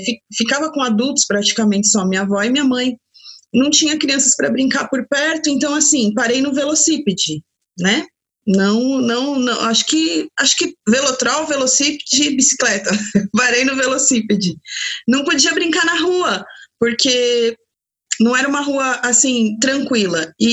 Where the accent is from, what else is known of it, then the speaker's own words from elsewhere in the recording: São Paulo, Brazil; eu sou uma paulistana, eu sou daqui do município de São Paulo, e nasci ali na Zona Sul, ali no bairro do Ipiranga, e na infância morava numa rua